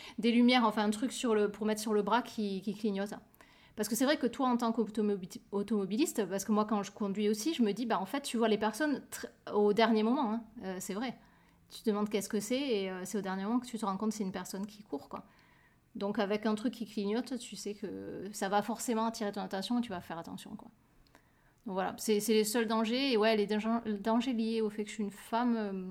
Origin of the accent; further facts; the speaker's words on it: France; quand je cours par chez moi en France, c'est dans la campagne. Je me suis jamais sentie en danger parce que peut-être tout simplement parce que c'est les endroits où j'ai grandi, donc je connais ces endroits depuis que je suis toute petite.